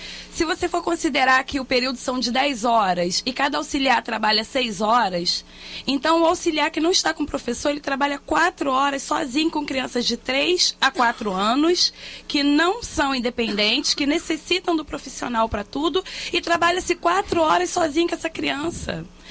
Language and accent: Portuguese; Rio de Janeiro, Brazil; Eu sou da Zona Oeste.